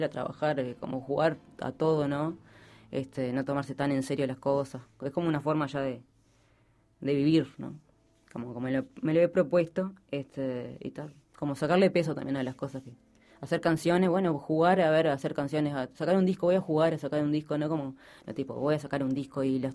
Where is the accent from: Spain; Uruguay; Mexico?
Uruguay; San José; moved away as an adult; porque soy de San José, cuando vine de San José, pero ya tenía 20